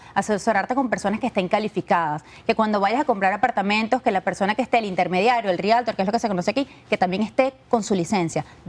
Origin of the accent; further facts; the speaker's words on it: Venezuela; somos venezolanos que subimos los escalones bastante rápido